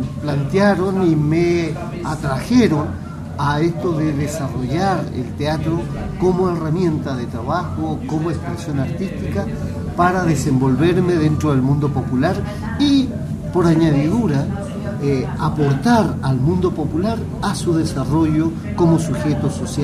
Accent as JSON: {"language": "Spanish", "country": "Chile", "said": "termino pasando un mes en prisión en el Estadio Chile, el Estadio Nacional en mi país"}